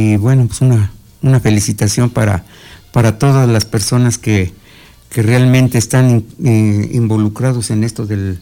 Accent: Amecameca, State of Mexico, Mexico; yo soy de aquí de Amecameca

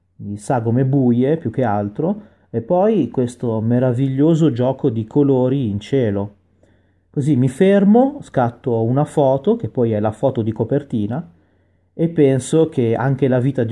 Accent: Milan, Lombardy, Italy; ho 33 anni e sono nato e cresciuto a Milano, dove vivo tuttora.

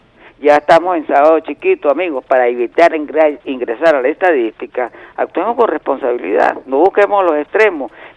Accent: Venezuela; como venezolano

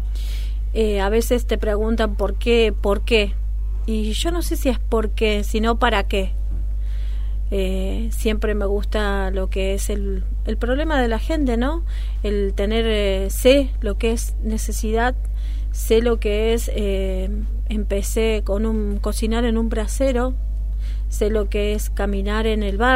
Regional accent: Río Cuarto, Córdoba, Argentina; moved away as an adult; now in José C. Paz, Argentina; Soy cordobesa, ajá, nací en Río Cuarto, así que, bueno, hace que vivo en José C. Paz 25 años.

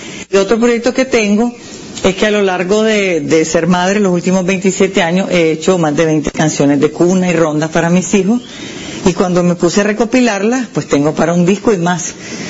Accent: Nicaragua; born there; si nací en Nicaragua, es porque aquí necesitamos un cambio

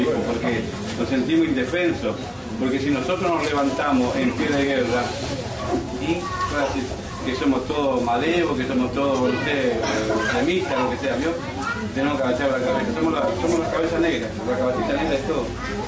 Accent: Corrientes, Argentina; yo soy correntino

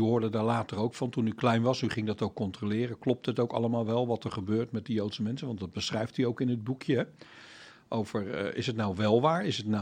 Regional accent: Netherlands; En dan, ja, ik schaam mij toch wel een beetje als een Nederlander.

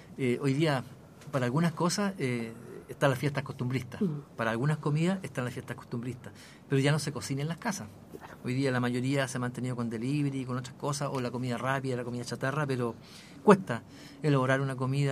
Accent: Chile; nosotros como sociedad, como Chile, como chilenos, digo

